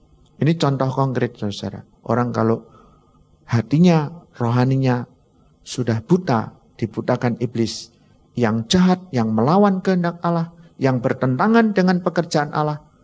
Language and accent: Indonesian; Bojonegoro, East Java, Indonesia; Saya orang Bojonegoro, ya.